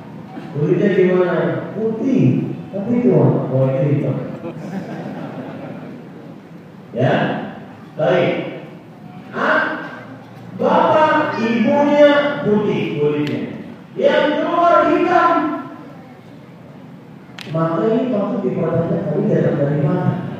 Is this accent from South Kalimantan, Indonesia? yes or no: yes; Banjarmasin, South Kalimantan, Indonesia; itu istilah Banjarmasin, kota saya